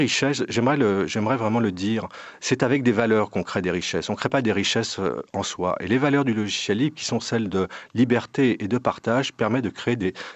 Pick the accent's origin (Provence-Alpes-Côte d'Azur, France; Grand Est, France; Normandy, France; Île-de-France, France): Île-de-France, France; Paris; Là, je suis de Paris, en France, et la plupart des administrations publiques en France tournent maintenant à des solutions en logiciel libre